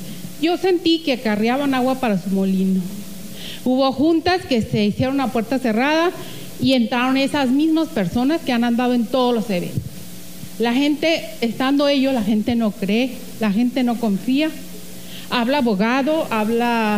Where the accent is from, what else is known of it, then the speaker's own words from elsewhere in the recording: Ures, Sonora, Mexico; Buenas tardes, yo vengo de Ure, Sonora.